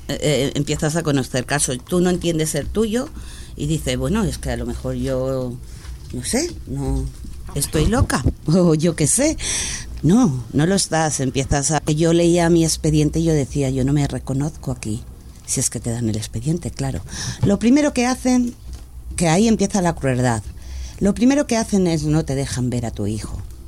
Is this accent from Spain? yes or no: yes; Madrid, Community of Madrid, Spain; Yo soy de Orcasitas. En mi barrio sale a 67.000 euros al mes por menor al año.